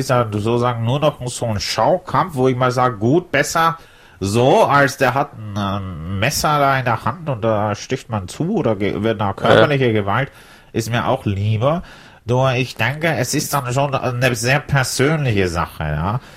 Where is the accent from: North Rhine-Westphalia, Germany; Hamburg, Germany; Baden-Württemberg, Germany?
Hamburg, Germany; now in Munich, Germany; Ursprünglich bin ich aus Hamburg und habe mich dann spät verliebt in eine junge Frau, die mal mit der, wo wir verheiratet sind und in München leben.